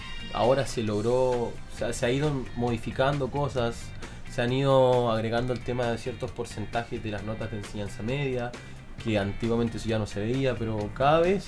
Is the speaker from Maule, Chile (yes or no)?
no; Puerto Natales, Magallanes, Chile; De Puerto Natales.